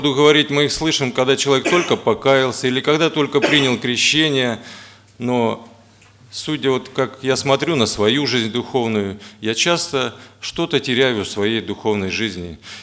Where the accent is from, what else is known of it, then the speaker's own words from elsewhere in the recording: Moscow, Russia; а я тут сижу, москвич приехал, важный такой.